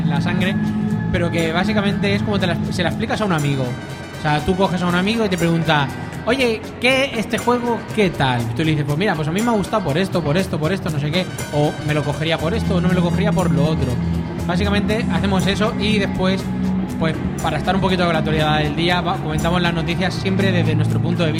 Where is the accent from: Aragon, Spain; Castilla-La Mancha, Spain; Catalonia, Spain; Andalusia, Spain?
Catalonia, Spain; No, sí, somos de aquí, de Barcelona, entre comillas, somos de los alrededores de Barcelona.